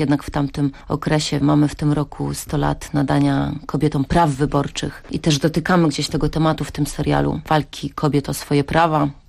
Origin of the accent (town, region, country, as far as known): Kołobrzeg, West Pomeranian Voivodeship, Poland; also born or lived in Dygowo